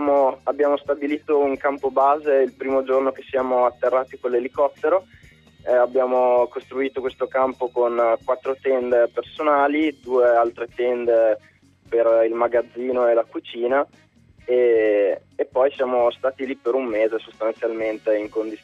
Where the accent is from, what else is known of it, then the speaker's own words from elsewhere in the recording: Rovereto, Trentino-Alto Adige, Italy; Io sono di Rovereto Trento, studio Ferrara